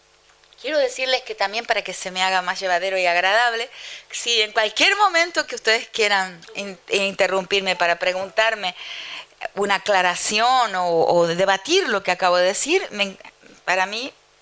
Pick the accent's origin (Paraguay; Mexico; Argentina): Argentina; moved away as an adult; Yo salí de la Argentina hace muchísimo tiempo, en 1975, cuando tenía 23 años, y en ese momento salí como etnomusicóloga